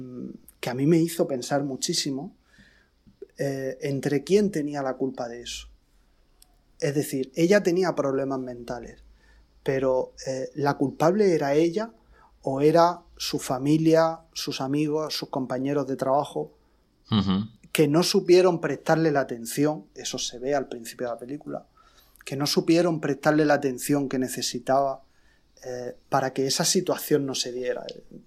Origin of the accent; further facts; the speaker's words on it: Region of Murcia, Spain; En la región de Murcia, que es de donde yo soy, en ningún cine.